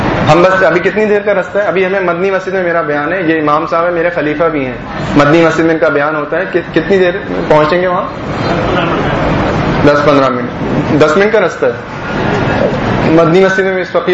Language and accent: Urdu; Hyderabad, Sindh, Pakistan; born there; حیدرآباد میں بھی ایک ببر شیر تھا, میں بھی حیدرآباد کی میری پیدائش ہے